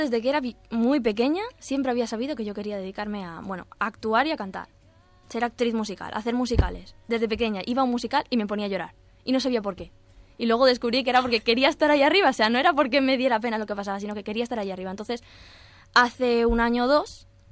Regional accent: Alicante, Valencian Community, Spain; Pues yo soy de Alicante, entonces... Pero intento salir de aquí

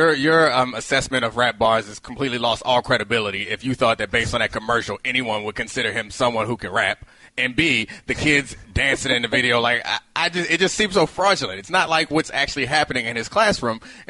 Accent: East Coast, United States; because I'm 34 and I grew up on the East Coast.

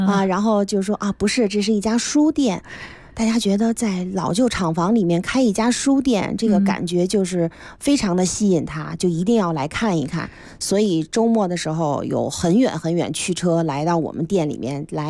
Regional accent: Mentougou, Beijing, China; 我呢是出生和长大在门头沟，所以我们对京西呢就是有一种感情，特殊的感情。

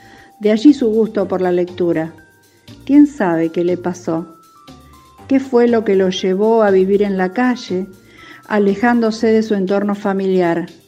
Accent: Rosario, Santa Fe, Argentina; de Barrio Triángulo, y les voy a contar una historia de misterio

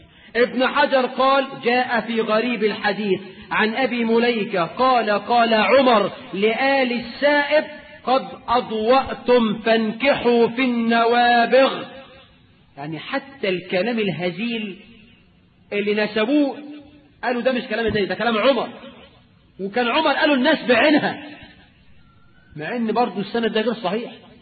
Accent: Egypt

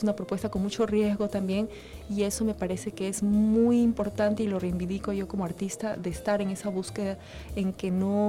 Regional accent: Ecuador; also born or lived in Europe; now in Venezuela; yo soy bailarina y coreógrafa ecuatoriana, pero la verdad es que me fui muy joven desde el Ecuador, viví muchos años fuera, en Europa, y viví 15 años aquí en Venezuela.

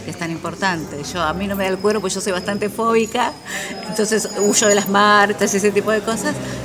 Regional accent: Avellaneda, Buenos Aires Province, Argentina; soy poeta de Zona Sur de Avellaneda

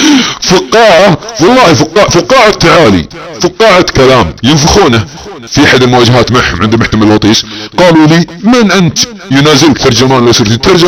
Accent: Saudi Arabia; أنا مواطن سعودي أتحداك وبالنيابة عن شعبنا السعودي، أنا أحد جنود هذا الوطن وأحد جنود هذا البلد وأحد جنود أبو فهد، إنسان سعودي، مواطن سعودي مثل أي مواطن في السعودية

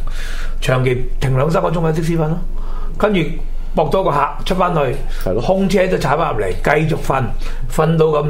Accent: Hong Kong; 见到我系香港人，即系我样太似香港人，就实际都系个香港人啊嘛！

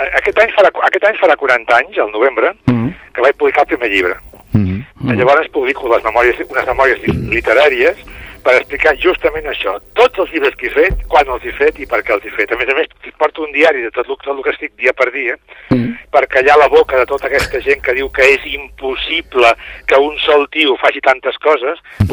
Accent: Catalonia, Spain; Però soc català i, bueno, faig novel·les.

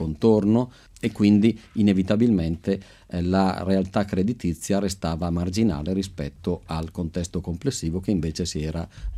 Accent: Montichiari, Lombardy, Italy; sono un bresciano di confine. Montichiari confina con la provincia di Brescia, quindi Castiglione delle Stiviere.

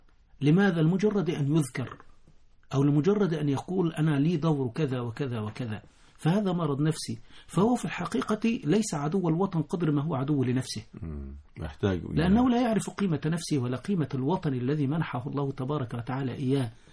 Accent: Egypt; فإذا شئت أن تقول أنا من بلد فأنا من مصر،

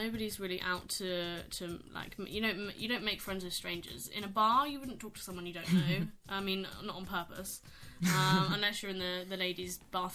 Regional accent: East of England, United Kingdom; I'm from Norfolk. It's in the countryside.

